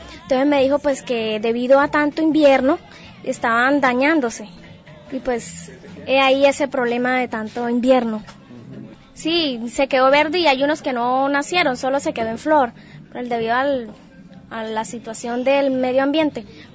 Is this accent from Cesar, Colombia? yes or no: yes; La Gloria, Cesar, Colombia; vengo del municipio de La Gloria.